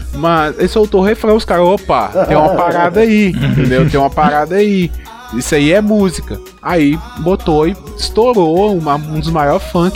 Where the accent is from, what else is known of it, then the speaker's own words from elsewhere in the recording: Minas Gerais, Brazil; Assim, eu não sou baiano, eu sou mineiro.